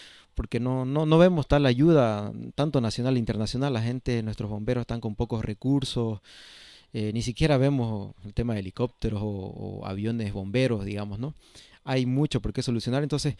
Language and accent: Spanish; Camiri, Santa Cruz, Bolivia; Volví a mi tierra, soy camireño, el año 2021